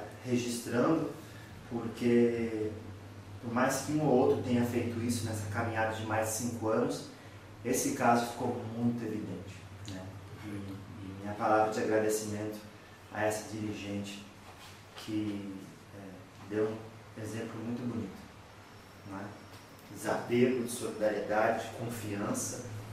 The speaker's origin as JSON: {"language": "Portuguese", "town": "Piracicaba", "region": "São Paulo", "country": "Brazil", "said": "Sou de Piracicaba."}